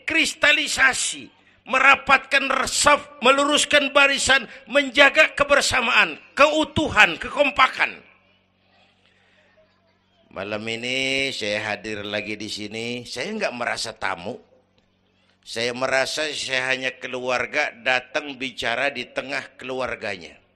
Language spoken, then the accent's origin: Indonesian; Kebayoran, Jakarta, Indonesia; born there; Bahwa saya lahir di Kebayoran, itu mah kebetulan.